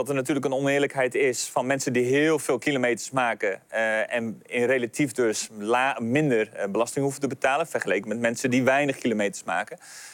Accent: Friesland, Netherlands; ik kom zelf van het Friese platteland en daar hebben we gewoon een auto nodig.

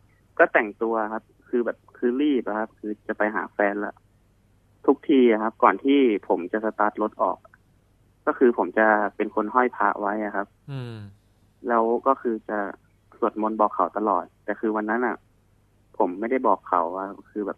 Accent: Chanthaburi, Thailand; also born or lived in Nakhon Pathom; คือผมเนี่ยเป็นคนที่เกิดที่นครปฐมนะครับ

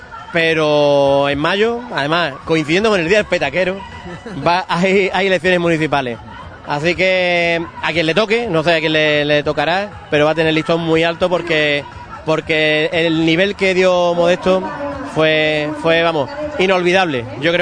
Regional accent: Ubrique, Andalusia, Spain; yo no me quiero perder nunca la feria de mi pueblo. Yo he estado años fuera, siempre he venido a la feria de Ubrique porque es mi feria

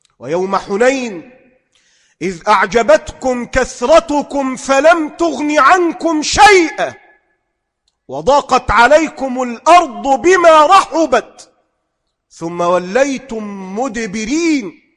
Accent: Egypt; أما أن تحدث عندنا في مصر لا

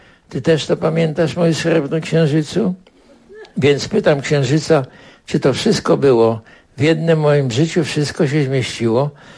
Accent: Warsaw, Masovian Voivodeship, Poland; Całe życie mieszkałem w Warszawie, jestem warszawiakiem. Będę zawsze ją kochał, bo to jest moje miasto.

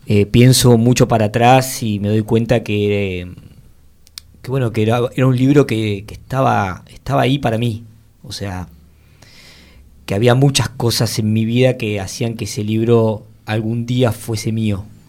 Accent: Mar del Plata, Buenos Aires Province, Argentina; yo soy de Mar del Plata

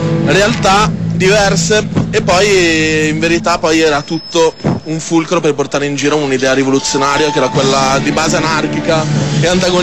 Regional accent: Milan, Lombardy, Italy; moved away as an adult; also born or lived in Florence; perché io sono di Milano, sono figlio di milanese, però a 18 anni nel 2000 mi sono levato dal cazzo

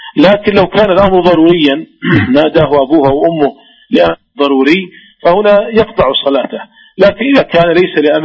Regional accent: Saudi Arabia; وذلك لأن الشركات عندنا في المملكة العربية السعودية تخرج الزكوات

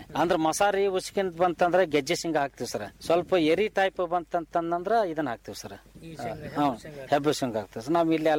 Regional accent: Karnataka, India; ನಮ್ಮೂರು ಸರ್ ಇಲ್ಲಿ ಬದಾಮಿ ಮತ ಕ್ಷೇತ್ರದೊಳಗೆ ಬರ್ತೈತ್ರಿ

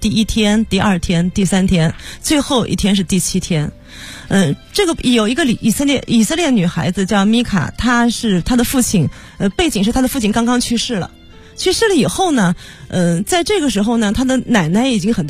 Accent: Nanjing, Jiangsu, China; 我是一个出生在南京的南京人，

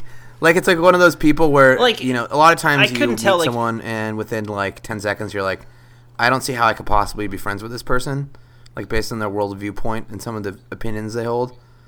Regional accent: San Diego, California, United States; I hate to break it to you, but I grew up in San Diego

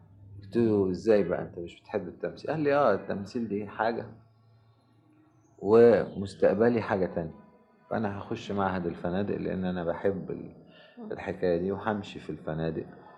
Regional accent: Egypt; والملاحظ عندنا في مصر

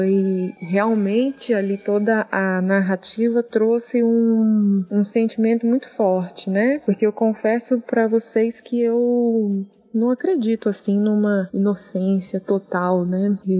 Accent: Vitória, Espírito Santo, Brazil; now in São Paulo, Brazil; eu resido em São Paulo, sou de Vitória, resido em São Paulo.

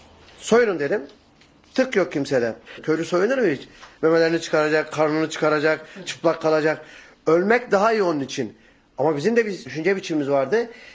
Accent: Bergama, İzmir, Turkey; Bergamalıyım. Daha doğrusu bir Bergama köylüsü denebilir bana.

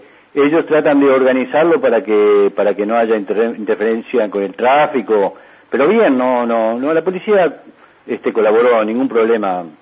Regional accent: Uruguay; now in Toronto, Canada; Porque los uruguayos, seguimos siendo uruguayos toda la vida, ¿no? Y nos morimos uruguayos, aunque estemos en el exterior

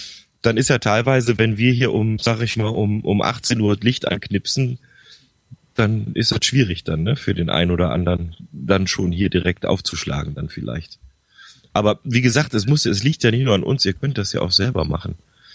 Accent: Bergneustadt, North Rhine-Westphalia, Germany; born there; Also ganz genau bin ich geboren in Gummersbach, also in Bergneustadt, das ist kurz neben Gummersbach, also im Oberbergischen Kreis eigentlich.

